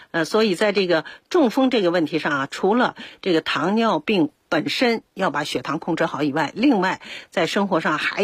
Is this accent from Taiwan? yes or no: no; China